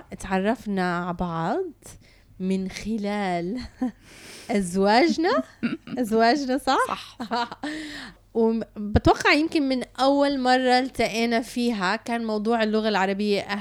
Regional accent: Canada; now in United Arab Emirates; تربيت بكندا، ولما رجعت على الإمارات واجهت كتير من الصعوبة باللغة العربية.

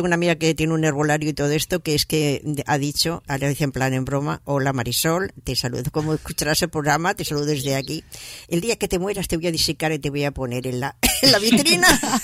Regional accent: Barcelona, Catalonia, Spain; born there; yo nací en Barcelona, ahí en la Plaza Cataluña, así, después de la posguerra

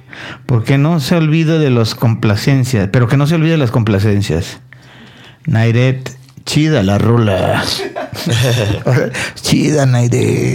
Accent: Ciudad Victoria, Tamaulipas, Mexico; que yo soy de Ciudad Victoria.

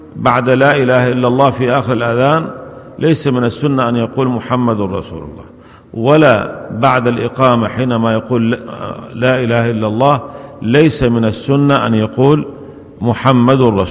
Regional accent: Syria; عندنا في سوريا يقولون هذا

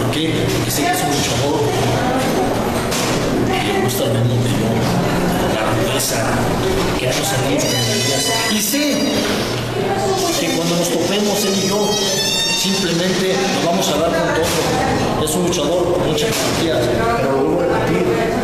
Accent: Jalisco, Mexico; simplemente en Guadalajara, en mi tierra, grábenselo bien, mi tierra, pero no mi pueblo, soy de tan Jalisco

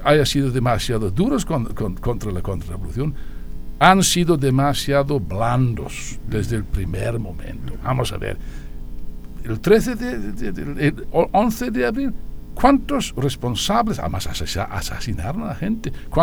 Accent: United Kingdom; Yo soy británico, inglés no, pero británico sí.

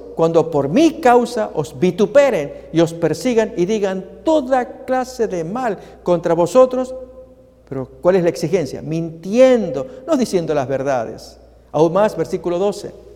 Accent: Argentina; Y finalmente lo revelaron allí en los medios en mi país, Argentina.

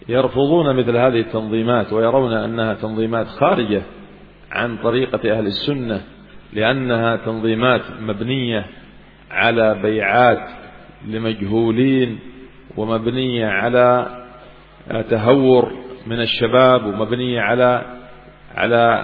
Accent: Yemen; كما حصل عندنا في اليمن مثلا

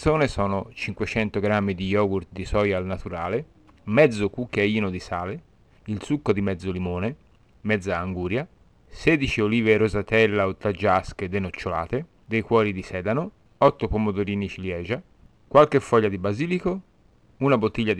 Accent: Tuscany, Italy; altrimenti si sente troppo che sono toscano.

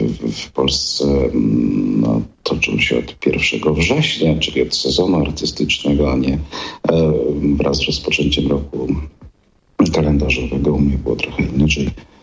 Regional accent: Kraków, Lesser Poland, Poland; moved away as an adult; now in Słupsk, Poland; jestem rodowitym krakowianinem, ale teraz określam się jako słupszczanin, więc życie się zmienia. Przebyłem taką drogę z południa Polski na północ, bo urodziłem się i pierwsze 30 parę lat życia spędziłem, 30 lat życia spędziłem w Krakowie

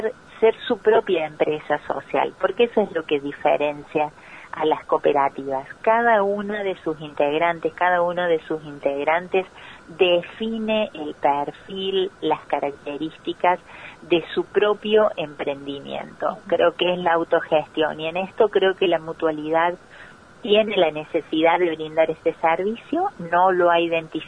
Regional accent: Villa María, Córdoba, Argentina; yo soy oriunda de Villa María, provincia de Córdoba, ¿no?

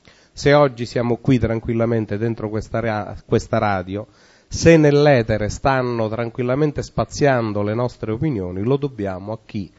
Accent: Supino, Lazio, Italy; la storia del mio paese nativo, dove tuttora risiedo, che è appunto Supino

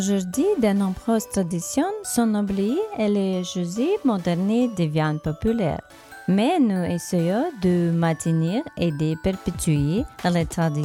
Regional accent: Monastyrych, Ternopil Oblast, Ukraine; born there; French is a second language; je suis ukrainienne, je suis depuis France en Inde. Je veux vous parler des traditions de Noël en Ukraine. Je suis née dans la petite ville de Monastyrych. Nous sommes au centre de l'Ukraine.

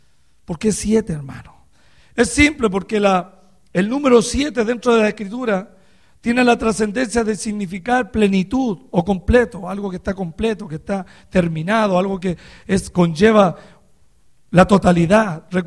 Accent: Chile; moved away; que Dios nos haya traído desde Chile hasta este lugar. Estoy feliz, hermano, porque Algún día volveré a mi tierra, hermano, a hablar la palabra del Señor

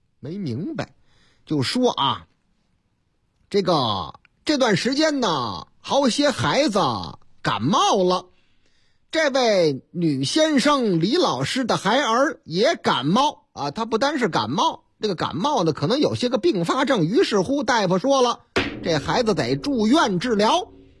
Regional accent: Chongqing, China; 我老家重庆

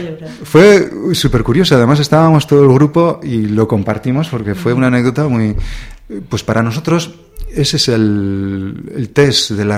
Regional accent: Berriozar, Navarre, Spain; somos de Berriozar, aunque hay personas también de otros lugares de Navarra e incluso desde fuera de Navarra que nos acompañan gustosamente

